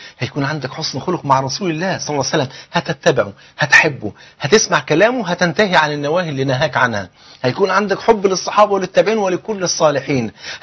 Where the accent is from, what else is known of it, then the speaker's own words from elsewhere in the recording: Egypt; تعرفين الفول عندنا في مصر هنا فرض عين